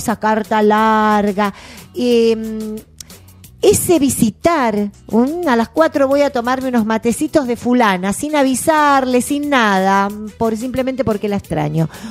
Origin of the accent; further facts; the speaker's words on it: Trelew, Chubut, Argentina; moved away; cuando he venido de Trelew, de mi pueblo, con mis compañeras de primaria, aquella cosa que nos acercaba y la emoción que nos acercaba era la carta.